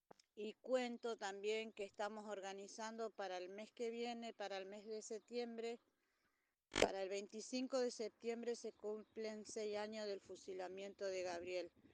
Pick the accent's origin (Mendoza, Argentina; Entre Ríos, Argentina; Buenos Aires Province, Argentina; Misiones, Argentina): Entre Ríos, Argentina; Paraná; de Paraná, Entre Ríos